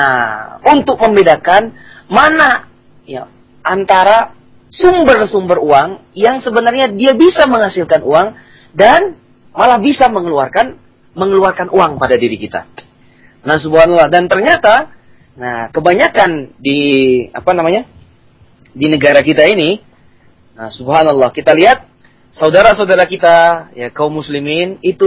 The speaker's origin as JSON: {"language": "Indonesian", "region": "Bangka Belitung Islands", "country": "Indonesia", "tie": "born or raised there", "moved": "as an adult", "said": "ketika saya berangkat merantau dari kampung saya di Pulau Bangka menuju ke Tanah Jawa ini"}